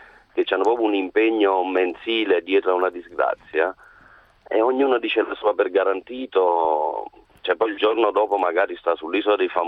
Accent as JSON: {"language": "Italian", "town": "Naples", "region": "Campania", "country": "Italy", "said": "Vengo da Napoli, quindi diciamo non vengo da un paese, non sono distratto, va bene?"}